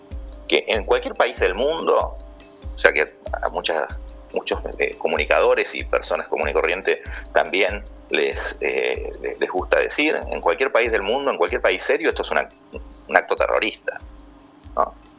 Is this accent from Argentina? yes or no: yes; Argentina; no solamente con lo que nos pasa a nosotros como argentinos